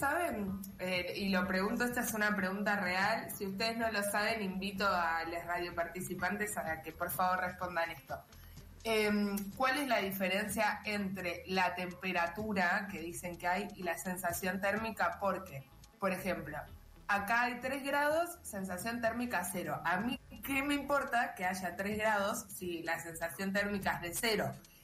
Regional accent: Buenos Aires, Argentina; yo como buena porteña al principio disfrutaba de ir a ver la helada porque era como toda una atracción para mí, que si vivís en Capital Federal o en sus alrededores muy cercanos, como era mi caso

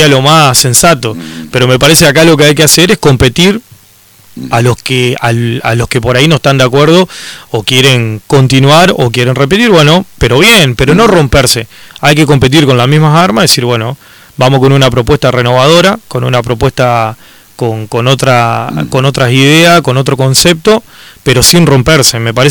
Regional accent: Concordia, Entre Ríos, Argentina; soy un ciudadano de Concordia que me preocupo por lo que está pasando

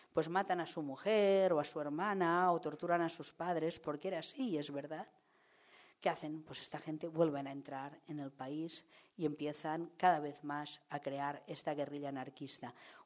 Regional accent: L'Hospitalet de Llobregat, Catalonia, Spain; cuando yo empecé a investigar sobre el maquis anarquista, porque soy de Hospitalet

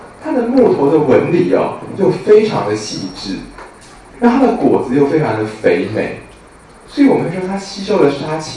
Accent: China; 那我们中国人知道，有刺的植物都是有一种锋锐之气的哦

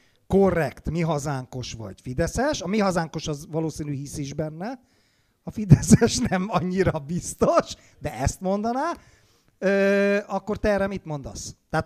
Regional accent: Hungary; Az érdekel, mivel magyar vagyok, hogy milyen szövetséges

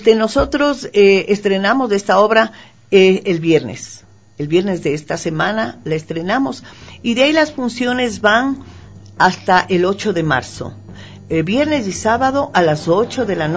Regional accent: Quito, Pichincha, Ecuador; La parte humorística se refiere a lo que somos nosotros, los quiteños

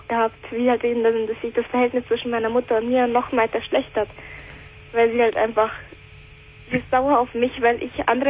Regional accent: Italy; ich bin Italienerin, mein ganzes Rudel ist groß.

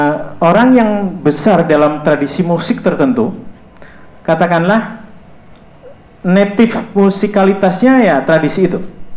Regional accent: Banyumas, Central Java, Indonesia; first language Javanese Banyumas; Indonesian is a second language; Seperti saya ini orang Jawa dan Jawa Banyumas. Saya kalau mau ngomong apa saja, jauh di dalam diri saya ngomong pakai bahasa Jawa Banyumas.

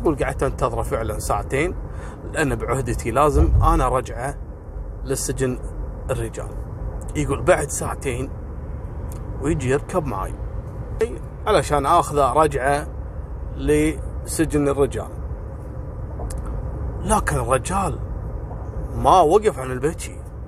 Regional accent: Kuwait; عائلات كثيرة مشهورة عندنا في الكويت

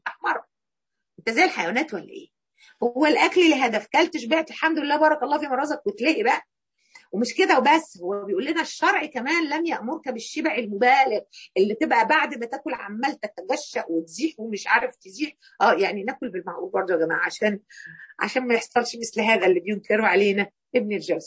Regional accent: Egypt; في يمكن احنا مصريين يعني مقصرين في الحته دي شويه

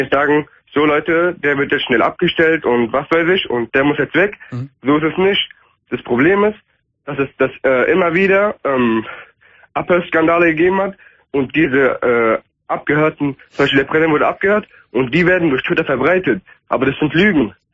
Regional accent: Turkey; ich bin Türke. Ja. Also mit kurdischen Wurzeln.

